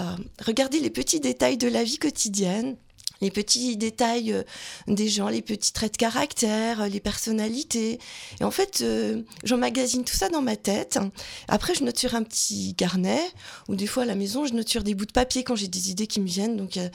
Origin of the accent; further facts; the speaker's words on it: Belfort, Bourgogne-Franche-Comté, France; Donc je viens de Belfort, dans le territoire de Belfort.